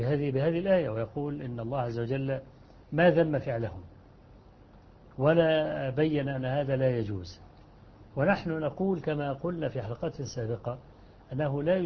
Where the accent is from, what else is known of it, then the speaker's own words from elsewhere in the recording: Kafr El Sheikh Governorate, Egypt; عندنا في مصر، أنهم بدأوا يهيئوا الميادين التي فيها المساجد التي فيها قبور، ويوسعوا الساحات لدرجة أن عندنا في محافظة كفر الشيخ